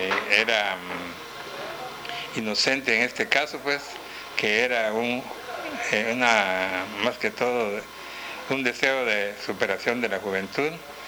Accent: Petén, Guatemala; me gradué y luego me vine a mi tierra con el deseo de dar a conocer mis conocimientos que había recibido.

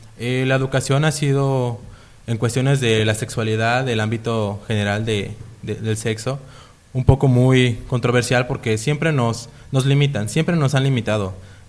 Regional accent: Zacatepec, Morelos, Mexico; En este caso yo vengo del municipio de Zacatepec.

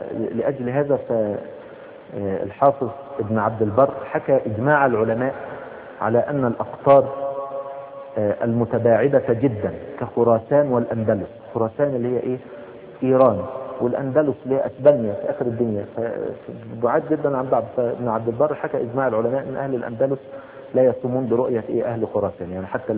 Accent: Egypt; يعني مثلا زي مثلا ايه السلوم مثلا عندنا في مصر

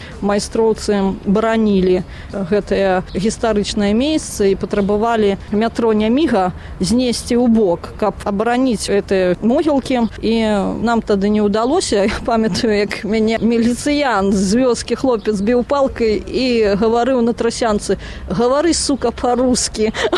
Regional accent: Krychaw, Mogilev Region, Belarus; born there; сама я нарадзілася ў Крычаве, Магілёўскай вобласці, і ганарушыся сваім месцам, таму што там пачыналася паўстанне Васіля Вашчыла, і

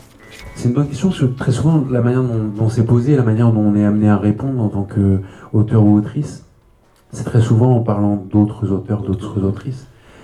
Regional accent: Île-de-France, France; j'ai grandi donc en Seine-et-Marne, dans un petit village au milieu des champs.

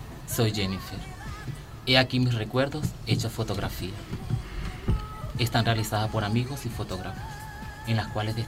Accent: Venezuela; born there; Fueron hechas en países y en mi país natal, Venezuela.

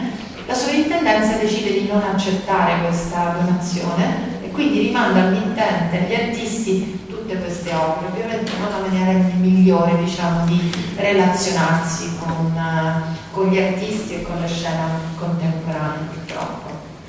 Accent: Rome, Lazio, Italy; come romana, ho frequentato moltissimo il museo in tutti questi anni, compatibilmente col fatto che per qualche anno appunto sono stata, vivevo altrove, e dirigevo un museo in Toscana.

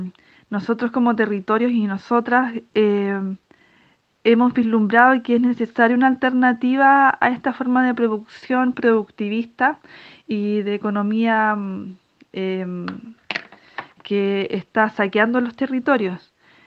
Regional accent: Petorca, Valparaíso, Chile; soy de la Escuela de Agroecología Germinar, soy de la comuna de Petorca.

